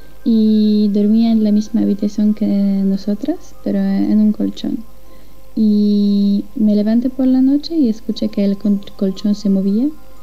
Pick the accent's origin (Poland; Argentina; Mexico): Poland; Spanish is a second language; de Polonia